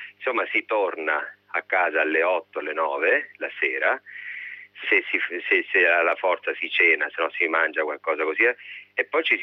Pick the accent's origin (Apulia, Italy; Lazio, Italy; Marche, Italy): Apulia, Italy; ho scelto di usare la mia lingua e di portare ciò che la mia terra mi ha dato, essendoci vissuto.